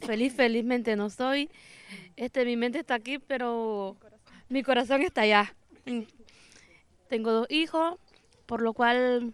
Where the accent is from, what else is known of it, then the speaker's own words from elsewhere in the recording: Nicaragua; moved away; soy de Nicaragua.